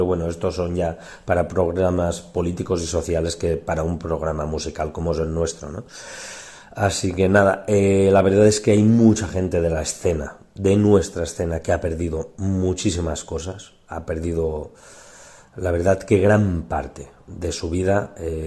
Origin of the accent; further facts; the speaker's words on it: Ontinyent, Valencian Community, Spain; la catástrofe cerca de mi pueblo, yo por suerte, Ontinyent, hemos tenido muchísima suerte y apenas nos ha tocado